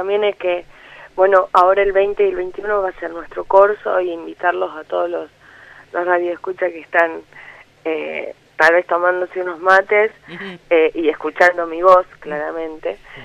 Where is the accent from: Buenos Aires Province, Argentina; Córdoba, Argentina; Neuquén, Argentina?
Córdoba, Argentina; now in Buenos Aires, Argentina; también soy de Córdoba